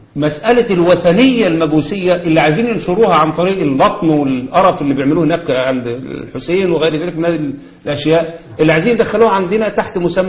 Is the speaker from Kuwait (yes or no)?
no; Egypt; لان ده مش بس عندنا في مصر.